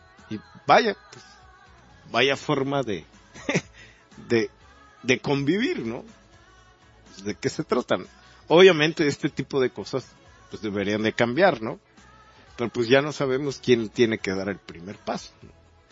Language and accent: Spanish; Mexico; nosotros como mexicanos lo podemos entender muy coloquialmente